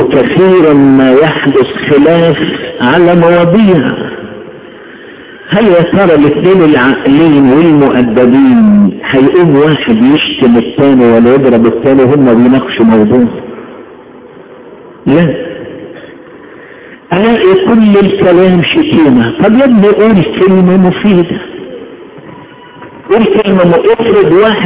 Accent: Egypt; نحن بلدنا اعظم بلد في الدنيا، اعظم بلد، وياما اتكلمت وهتكلم على بلدنا مصر، اعظم بلد

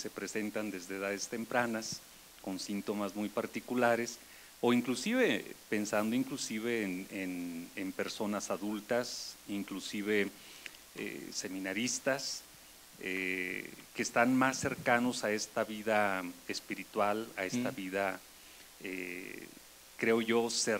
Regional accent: León, Guanajuato, Mexico; vengo de la diócesis de León, Guanajuato

